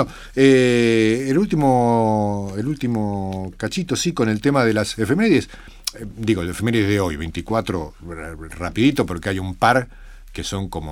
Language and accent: Spanish; Argentina; me pregunta si soy argentino. Ajá. Entonces digo, sí, argentino